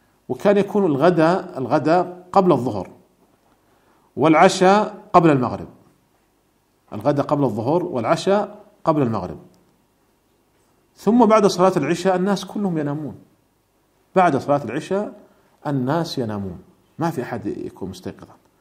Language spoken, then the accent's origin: Arabic; Saudi Arabia; التي تمثل ولي الأمر هنا عندنا في المملكة العربية السعودية